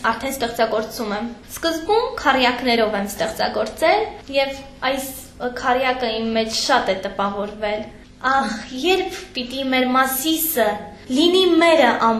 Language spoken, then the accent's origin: Armenian; Nagorno-Karabakh, Azerbaijan; որ հայ ենք, ընդհանրապես հպարտ ենք, որ հայ ենք, հայ լինելով մենք նաև ղարաբաղցի ենք։